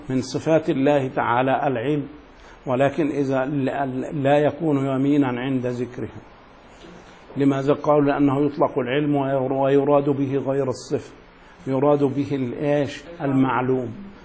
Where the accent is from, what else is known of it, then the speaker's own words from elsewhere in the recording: Egypt; يعني عندنا في مصر كثير من الناس تحلف بالقرآن